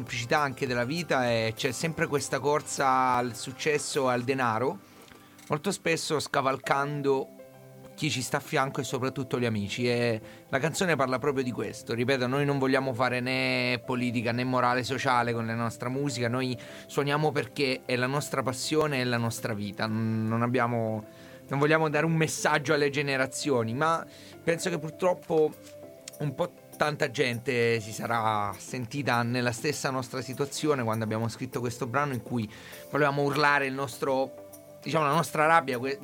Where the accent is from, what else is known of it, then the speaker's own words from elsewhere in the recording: Apulia, Italy; vengo dalla Puglia.